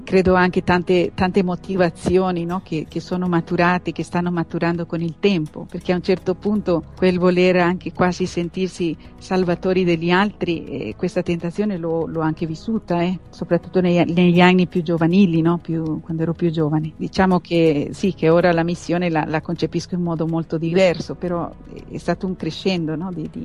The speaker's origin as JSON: {"language": "Italian", "country": "Costa Rica", "moved": "yes", "lives_now": "Padua, Italy", "said": "Io vengo da un paese lontano nell'America centrale che si chiama Costa Rica, un piccolo paese."}